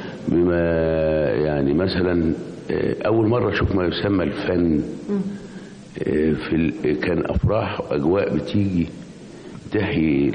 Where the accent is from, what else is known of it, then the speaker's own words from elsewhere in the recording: Mansoura, Dakahlia, Egypt; born there; also born or lived in Giza / Cairo; فأنا مثلا من مواليد المنصورة، وبعدين من المنصورة اتنقل هنا